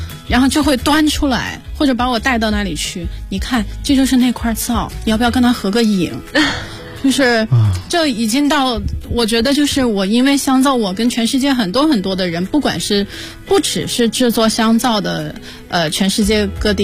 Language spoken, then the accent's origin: Chinese; China; 就跟人家店长讲我来自中国